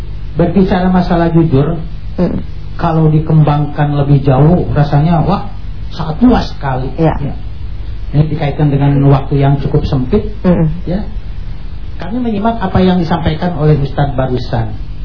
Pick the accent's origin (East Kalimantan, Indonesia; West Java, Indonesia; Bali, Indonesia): West Java, Indonesia; Garut; Nah, kebetulan saya dari Garut.